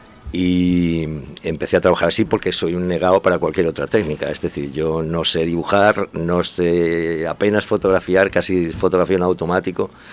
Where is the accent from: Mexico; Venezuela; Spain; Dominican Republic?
Spain; Elche, Valencian Community; Yo me acuerdo cuando era pequeño que siempre decía, yo soy de Elche